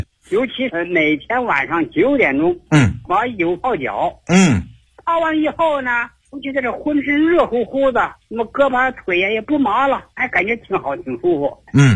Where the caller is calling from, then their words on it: Beijing, China; 我是北京丰台西乐园小区的